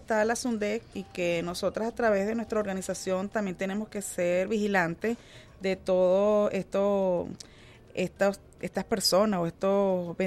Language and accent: Spanish; Venezuela; nosotras como venezolanas